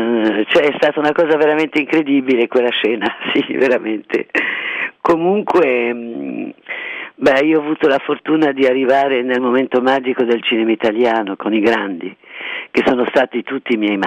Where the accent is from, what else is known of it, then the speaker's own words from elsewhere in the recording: Tunisia; born there; first language French; Italian is a second language; perché sono nata in Tunisia e la mia prima lingua era il francese.